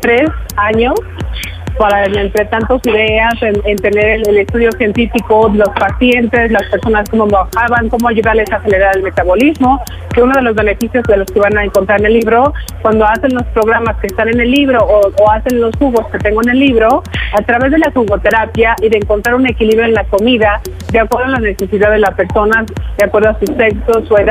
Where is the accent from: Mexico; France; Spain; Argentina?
Mexico; muy contento de estar aquí en mi tierra mexicana, ya que soy mexicana